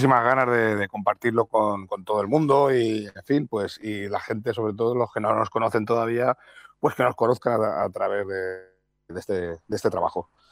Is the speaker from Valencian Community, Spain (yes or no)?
yes; Valencia, Valencian Community, Spain; venimos de Valencia, que es una ciudad que tampoco es que sea muy propicia a la música que hacemos nosotros. Que no se enfade ningún paisano mío